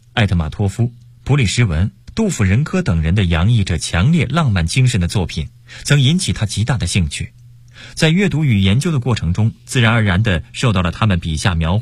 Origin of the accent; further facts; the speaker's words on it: Northeast China, China; born there; 这和我出生于东北有很大关系